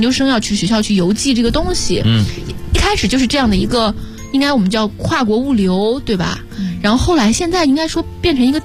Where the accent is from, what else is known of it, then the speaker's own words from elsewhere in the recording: China; 当然我们是中国人了，但是我们应该可以生活在世界任何的地方